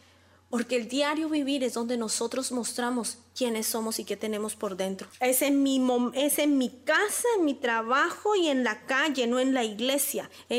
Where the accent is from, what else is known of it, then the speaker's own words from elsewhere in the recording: Colombia; Yo como colombiana, hasta cuenta chistes hay de esos